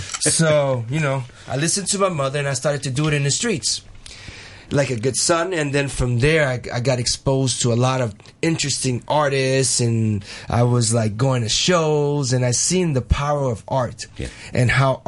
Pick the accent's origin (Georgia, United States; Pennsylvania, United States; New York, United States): New York, United States; I mean, I'm originally from New York.